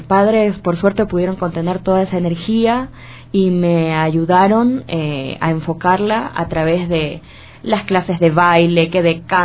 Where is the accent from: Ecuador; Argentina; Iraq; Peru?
Ecuador; Guayaquil, Guayas; born there; yo nací en Guayaquil en 1985. … … los dos son de Guayaquil.